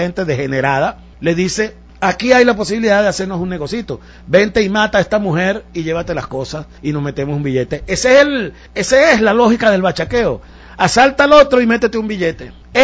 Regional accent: Venezuela; Yo vivo en Venezuela y no me pienso ir de mi país. No tengo otro

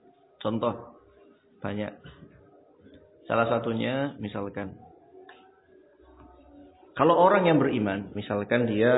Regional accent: Java north coast, Indonesia; Contoh kita orang Pantura, panas ya. Cuacanya panas.

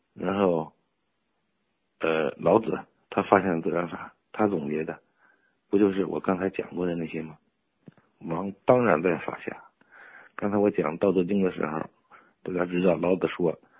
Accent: China; 而我们中国人认为皇帝是老大啊，天地君亲师，我必须得遵从。

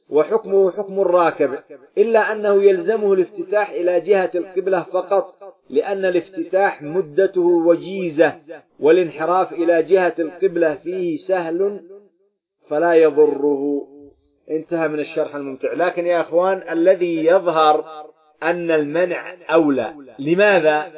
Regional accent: Yemen; خاصة بلدنا اليمن التقطعات والمشاكل فيها متوافرة

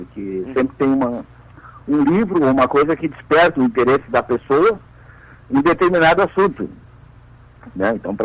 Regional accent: Porto Alegre, Rio Grande do Sul, Brazil; Sim, eu sou aqui de Porto Alegre, né?

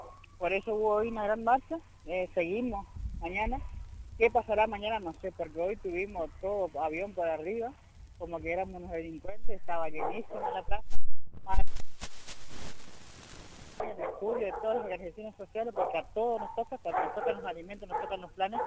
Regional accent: Fontana, Chaco, Argentina; soy de Fontana

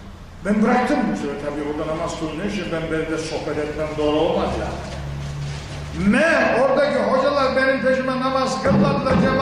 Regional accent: İkizdere, Rize, Turkey; Bu şimdi gidin bizim İkizdere'ye, benim memleketime.

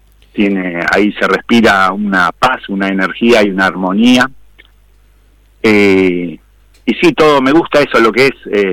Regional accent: Jáuregui, Buenos Aires, Argentina; el que pasa ahí en mi pueblo, hasta la ciudad de Mercedes, provincia de Buenos Aires, que es más o menos unos 30 kilómetros de yo vivía, de Jáuregui

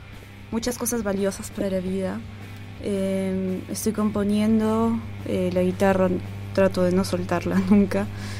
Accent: Cusco, Peru; Sí, el departamento del Cusco, provincia de Cusco y distrito de Cusco.

